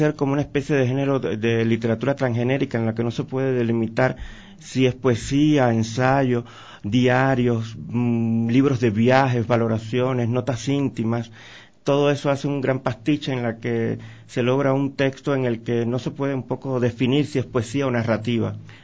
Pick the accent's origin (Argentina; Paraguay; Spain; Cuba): Cuba